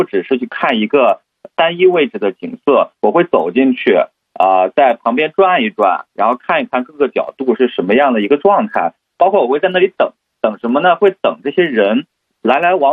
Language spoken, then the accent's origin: Chinese; Shandong, China; now in Hangzhou, China; 因为我本身是北方人，我是山东人，然后离那个、离北京其实还不远。